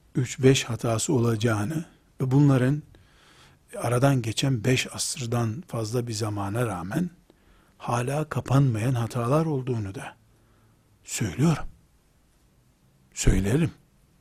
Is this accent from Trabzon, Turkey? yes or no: yes; Trabzon, Turkey; sen nerelisin demişti. Ben de Trabzonluyum demiştim.